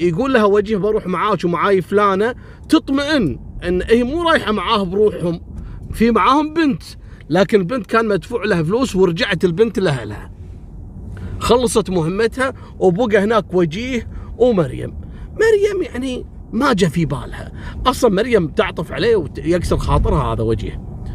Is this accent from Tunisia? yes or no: no; Kuwait; وإذا جاء يداوم في كلية الحقوق عندنا في الكويت يداوم على ويلتشير